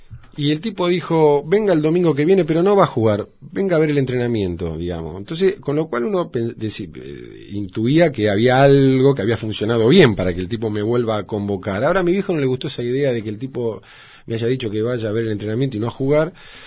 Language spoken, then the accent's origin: Spanish; Villa Luro, Buenos Aires, Argentina; also born or lived in Morón / Castelar; Sí, nací en vivía en Castelar y nací en Morón. Y después, en el año 68, me mudé a Villaluro y ahí transcurrió la mayor parte de mi vida, digamos. Todo lo que es la niñez, adolescencia.